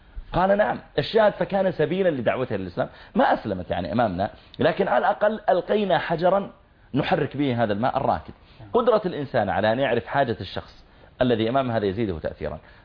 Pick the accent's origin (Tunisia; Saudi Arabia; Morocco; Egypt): Saudi Arabia; أنت من وين جئت؟ قلت أنا من from Saudi Arabia.